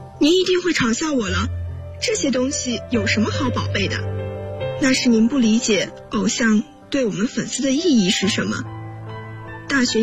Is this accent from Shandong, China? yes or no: yes; Qingdao, Shandong, China; 来自山东青岛，我在南京大学，距离我的家乡571公里。